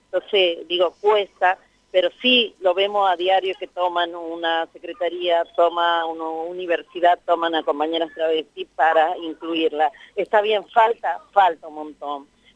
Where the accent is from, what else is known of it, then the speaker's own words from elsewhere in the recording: Tucumán, Argentina; yo me considero provinciana también, soy tucumana, sí.